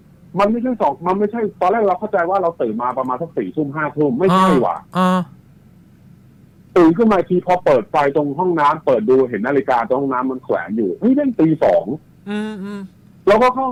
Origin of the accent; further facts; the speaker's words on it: Bang Rachan, Sing Buri, Thailand; ที่สิงห์บุรีผมเนี่ยพื้นเพแม่ผมนะผมเป็นคนสิงห์บุรีคนบาลาจัน